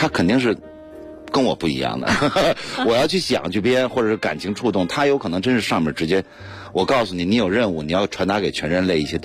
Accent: Beijing, China; 因为我生在这儿，长在这儿。

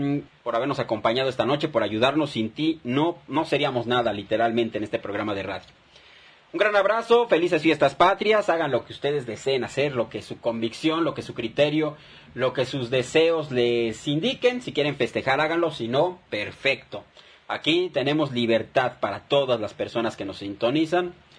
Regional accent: Mexico; Somos ciudadanos mexicanos, yo creo que eso no tiene por qué dividirnos

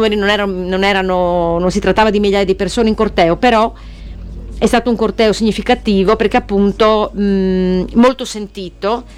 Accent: Sardinia, Italy; Anche qui, nello Stato italiano, sotto il quale siamo costretti a vivere pur essendo sardi

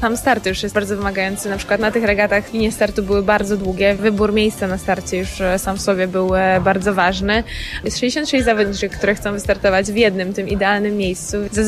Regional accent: Iława, Warmian-Masurian Voivodeship, Poland; że jestem z Iławy i stamtąd pochodzę i tam się wychowałam. Jezioro w ogóle położone w centrum miasta.

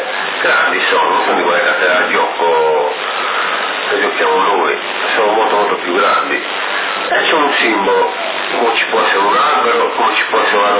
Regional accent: Montelepre, Sicily, Italy; Sì, sono di Montalepre.

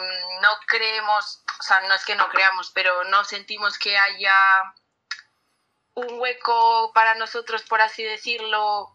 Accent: Valladolid, Castile and León, Spain; Pues somos un colectivo juvenil, somos de Valladolid.

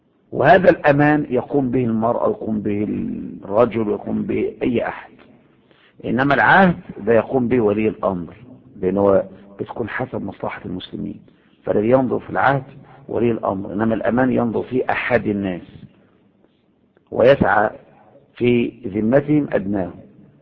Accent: Egypt; يعني هو تفكر ان المظاهرات اللي عندنا في مصر دي مظاهرات سلميه؟

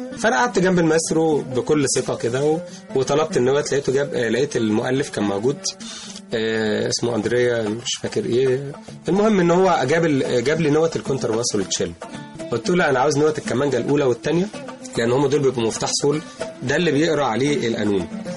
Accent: Egypt; لازم نكون نستاهل ان احنا مصريين.

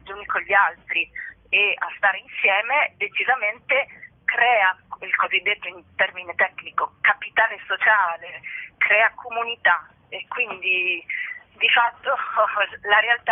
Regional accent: Trieste, Friuli-Venezia Giulia, Italy; Io sono triestina, vivo a Trieste

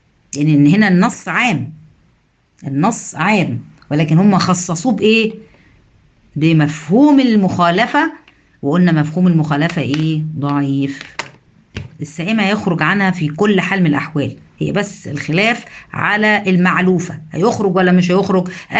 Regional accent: Egypt; يمكن مش متواجده عندنا في مصر

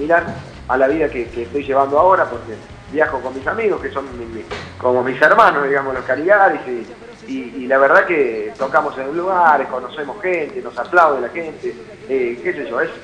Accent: Córdoba, Argentina; nosotros somos de aquí de Córdoba y el cuarteto lo escuchamos desde el comienzo, cuando vas a una fiesta de 15 acá

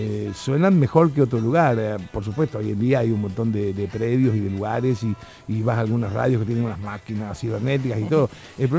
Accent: Rosario, Santa Fe, Argentina; Yo a los 10 años, en Rosario, de donde soy

